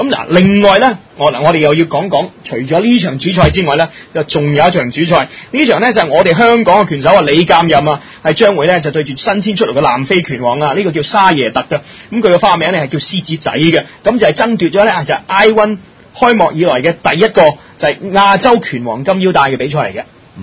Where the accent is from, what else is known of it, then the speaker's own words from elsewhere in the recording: China; 咁同我哋中國人唔同，我哋中國人就算係唔中意呢個運動嘅